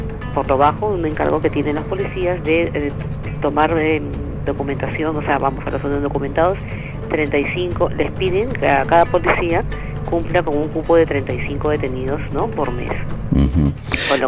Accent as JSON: {"language": "Spanish", "country": "Peru", "lives_now": "Spain", "said": "yo también como periodista peruana, pues es difícil y ejercer como periodista y extranjera en un país aquí"}